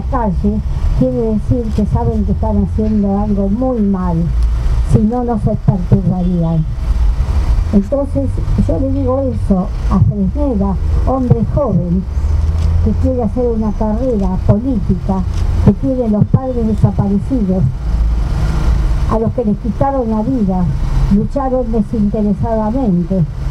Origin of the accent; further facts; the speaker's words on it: Argentina; A mí me duele como argentina, como ciudadana, como madre. Como madre de una familia, abuela, bisabuela